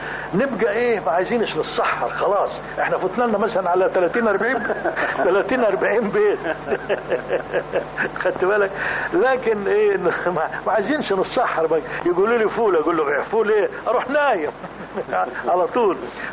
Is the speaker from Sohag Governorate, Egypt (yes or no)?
yes; El Mansha, Sohag Governorate, Egypt; لان دي البلد اللي فيها ابويا ده اللي فيها ايه ابويا ليه لان احنا عندنا في الصعيد